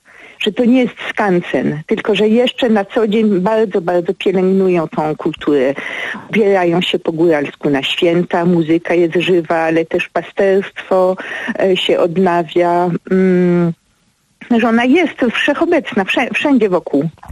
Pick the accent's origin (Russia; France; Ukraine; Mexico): France; Paris, Île-de-France; also born or lived in Kościelisko, Poland; now in Poland; Przez całe dzieciństwo mieszkałam we Francji, przyjeżdżałam do nich z rodzicami, siostrami samochodem przez te 1700 kilometrów z Paryża.